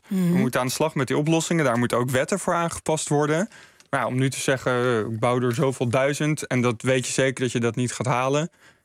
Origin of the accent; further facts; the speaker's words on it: Mijdrecht, Utrecht, Netherlands; Ik kom uit Meidrecht en daar wordt ook graag gebouwd, want het ligt mooi dicht bij Amsterdam, maar wel lekker rustig op het platteland.